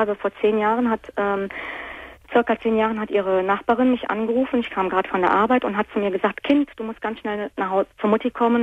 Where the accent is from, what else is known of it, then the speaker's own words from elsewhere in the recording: Italy; Richtig, ich bin Italienerin, genau.